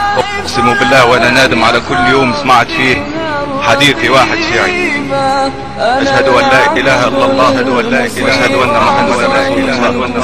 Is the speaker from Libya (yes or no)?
no; Tunisia; now in United States; انا بعرفكم نفسي انا شاب تونسي هاجرت لامريكا والاوضاع اللي كنت بعيشها في تونس